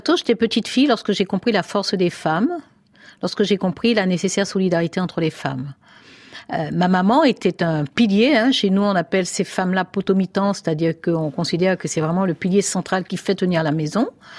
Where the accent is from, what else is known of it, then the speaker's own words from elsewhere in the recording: Cayenne, French Guiana, France; j'ai grandi à Cayenne jusqu'au baccalauréat